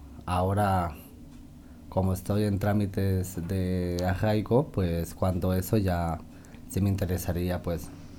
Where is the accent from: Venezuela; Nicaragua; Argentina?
Nicaragua; now in Spain; Pues soy nicaragüense.